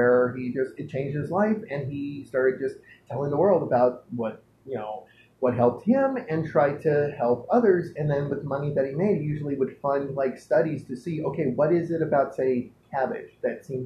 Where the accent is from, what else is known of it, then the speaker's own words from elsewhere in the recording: San Pedro, California, United States; Well, the thing is he grew up in my hometown, San Pedro, California.